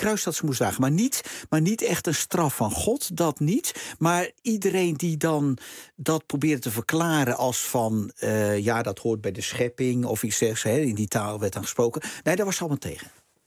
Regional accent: De Bilt, Utrecht, Netherlands; ik ben opgegroeid in de Bild.

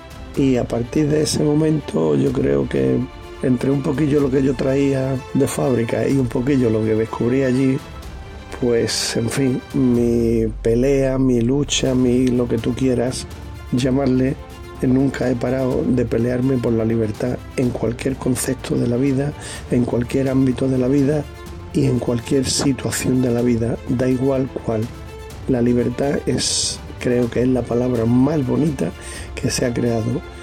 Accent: Granada, Andalusia, Spain; now in Málaga, Spain; tengo 66 años, nací en Granada, pero como yo suelo decir, granadino de nacimiento y malagueño de vicio.

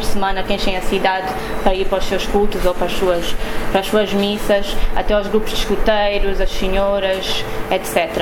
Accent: Luanda, Angola; crescendo em Luanda, acho que sempre foi um pouco difícil ficar indiferente à presença da religião na cidade. Apesar de eu não ser uma pessoa religiosa, de não estar associada a nenhuma religião

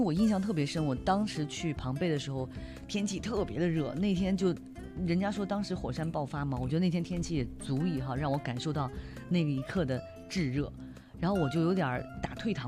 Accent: China; 我们中国人常说来都来了

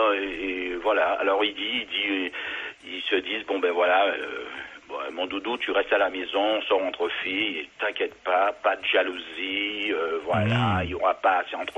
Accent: French West Indies, France; comme je suis des Antilles, j'essaie de défendre un petit peu...

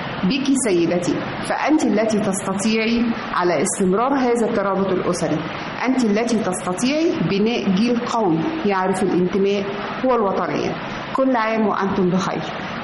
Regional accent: Egypt; فاكرين كلنا كمصريين اشترينا شهادات الاستثمار الخاصة بقناة السويس؟

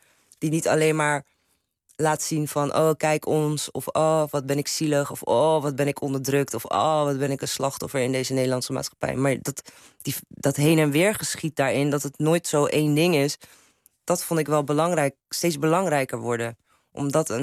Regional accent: Turkey; now in Netherlands; maar als Turks meisje kan ik ook wel literatuur bewerken, hoor. En ik kan dat ook spelen.

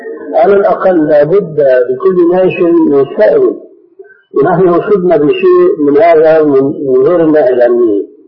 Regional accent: Egypt; عندنا في مصر. هذا في مصر.

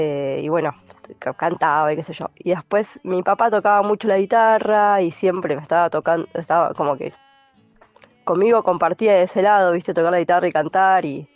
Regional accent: La Plata, Buenos Aires Province, Argentina; Yo soy nacida, criada en La Plata.

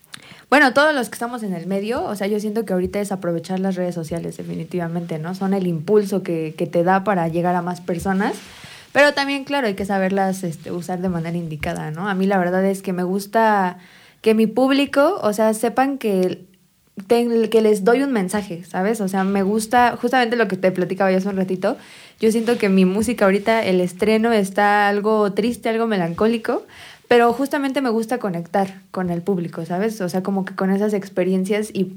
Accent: Amecameca, State of Mexico, Mexico; Pues yo crecí aquí en Amecameca, pero uh-huh, igual ahí con su pueblito vecino Zumba, por ahí anduvimos un buen ratito.

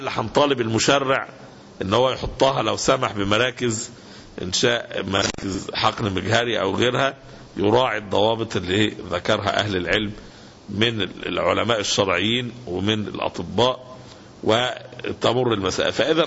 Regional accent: Egypt; مشكلة البطالة احنا عندنا في مصر مشكلة عويصة جدا

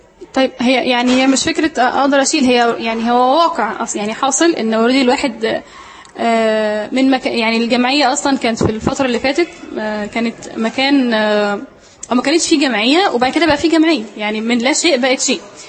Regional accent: Sohag, Sohag Governorate, Egypt; فأنا سعودية من سوهاج فشيء طبيعي ان يكون دماغي نشفة

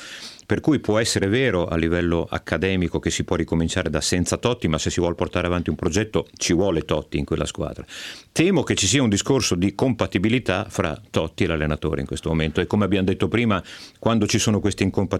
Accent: Emilia-Romagna, Italy; io romagnolo.

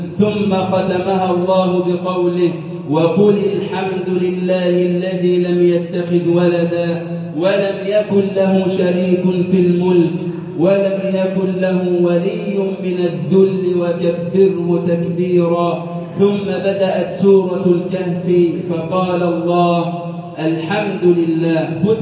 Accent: Egypt; اللهم اجعل بلدنا مصر أمنا أمانا

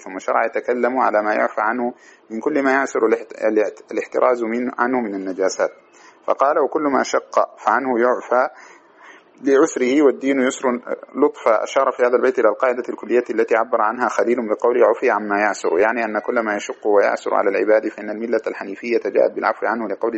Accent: Sudan; بسموه عندنا في السودان السايف

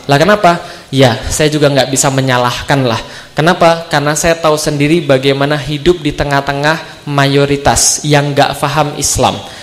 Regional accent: Palembang, South Sumatra, Indonesia; saya lahir di Palembang, saya dibesarkan di Palembang dari keluarga Katolik. Keluarga saya Katolik, nenek saya Buddha, ada juga yang Tao.

